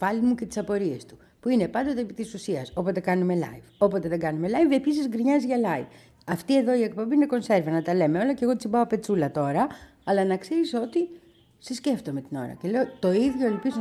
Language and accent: Greek; Petroupoli, Attica, Greece; Θυμάμαι πάντως όταν ήμουν μικρή στην Πετρούπολη